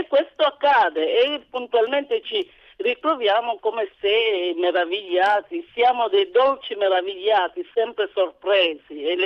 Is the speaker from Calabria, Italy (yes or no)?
yes; Calabria, Italy; Ma io, guarda, io sono una calabrese